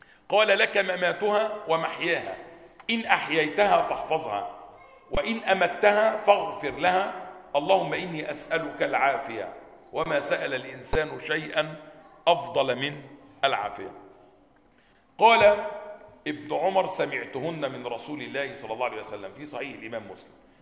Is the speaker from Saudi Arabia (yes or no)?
no; Egypt; كانت جماعة عندنا في مصر